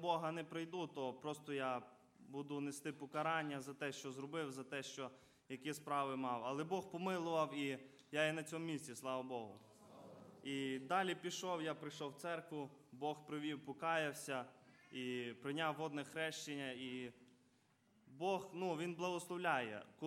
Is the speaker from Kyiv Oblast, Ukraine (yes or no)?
no; Kovel, Volyn Oblast, Ukraine; я сам із Волинської області, міста Ковеля.